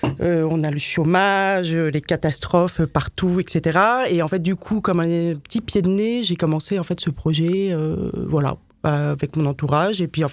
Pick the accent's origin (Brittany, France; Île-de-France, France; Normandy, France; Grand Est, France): Île-de-France, France; Paris; also born or lived in Madrid; j'ai habité quelques années à Madrid. Donc je suis une vraie parisienne, il faut le dire.